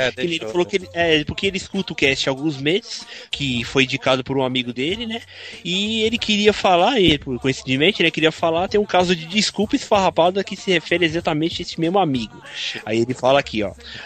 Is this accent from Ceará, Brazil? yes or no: no; São Paulo, Brazil; Ele é de São Paulo aqui, da minha terra.